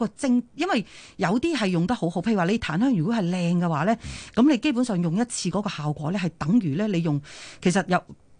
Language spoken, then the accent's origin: Cantonese; China; 唔系净系日本人啦、啊，我哋中国人都好聪明噶、啊。